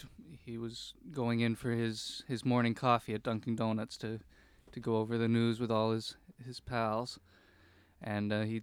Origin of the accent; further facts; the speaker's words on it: St. Catharines, Prince Edward Island, Canada; I'm from St. Catharines PEI.